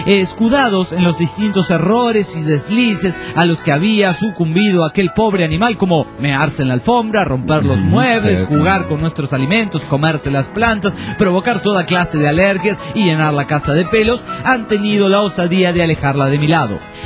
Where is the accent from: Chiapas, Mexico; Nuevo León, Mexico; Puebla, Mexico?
Nuevo León, Mexico; Monterrey; Ah, yo también soy de Monterrey, tengo derecho a contar mis chistes.